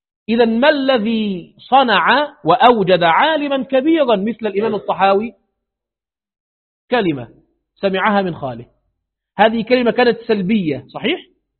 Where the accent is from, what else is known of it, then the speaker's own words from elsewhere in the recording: Egypt; لأنه عندنا في مصر من قديم هذا عندنا الأربعة مذاهب